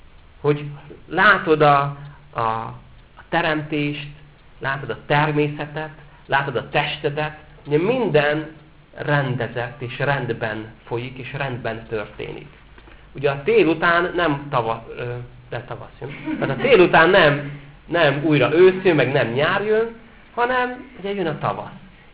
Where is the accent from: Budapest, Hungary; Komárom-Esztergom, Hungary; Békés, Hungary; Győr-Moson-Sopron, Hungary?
Komárom-Esztergom, Hungary; Esztergom; Én például esztergomi vagyok.